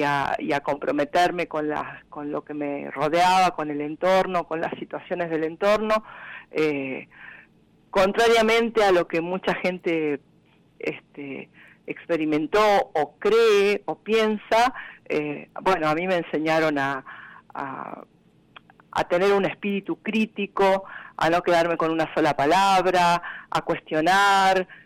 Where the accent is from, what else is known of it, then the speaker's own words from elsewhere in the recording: Villa Dolores, Córdoba, Argentina; born there; also born or lived in Carlos Paz; Yo nací en Villa Dolores y viví en Carlos Paz desde 1979 hasta el 2013. Y cuando mis hijos eran pequeñitos me escapé de Carlos Paz y me vine para el Empalme, sí, que está a mitad de camino entre Carlos Paz y Tanti